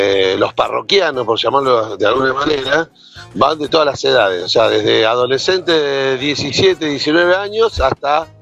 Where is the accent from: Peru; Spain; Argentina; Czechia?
Argentina; Mataderos, Buenos Aires; No, yo soy de Mataderos